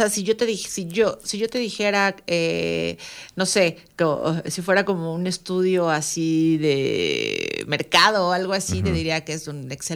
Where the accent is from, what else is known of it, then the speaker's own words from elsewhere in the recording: Mexico City, Mexico; yo soy chilanga, ¿no? Nada más que ya tengo algunos años viviendo acá en esta parte del Estado de México, aquí en las faldas del Iztaccíhuatl y el Popocatépetl.